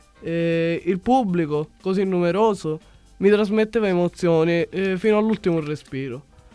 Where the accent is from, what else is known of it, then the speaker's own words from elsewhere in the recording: Lascari, Sicily, Italy; Di Lascari.